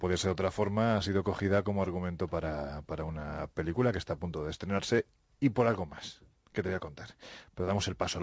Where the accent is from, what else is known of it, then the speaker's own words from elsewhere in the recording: Andalusia, Spain; lo que ya sabes que yo soy andaluz sin gracia